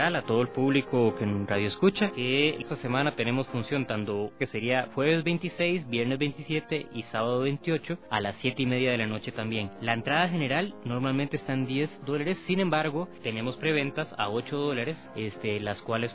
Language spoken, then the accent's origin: Spanish; Costa Rica; now in Quito, Ecuador; Yo soy costarricense, pero ya llevo 8 años de residencia aquí en Ecuador, en Quito.